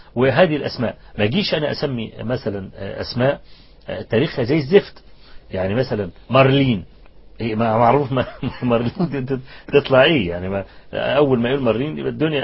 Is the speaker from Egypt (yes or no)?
yes; Egypt; زمان يعني في مدينة طوخ عندنا في مصر